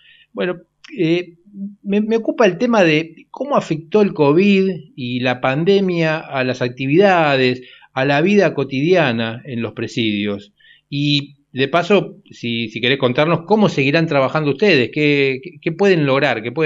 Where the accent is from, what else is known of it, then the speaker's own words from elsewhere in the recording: Buenos Aires, Argentina; born there; Aguante Boedo, porque yo nací en Boedo. Qué loco, la vida cómo te lleva. Nací a 3 cuadras de donde estamos haciendo este programa.